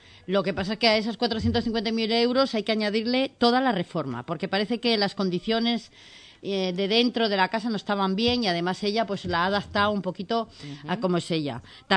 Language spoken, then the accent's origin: Spanish; Cantabria, Spain; pues aquí pasa lo mismo, que yo soy de Cantabria.